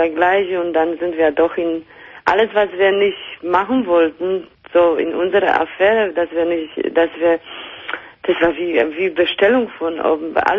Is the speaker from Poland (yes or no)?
yes; Poland; now in Germany; Aus Polen.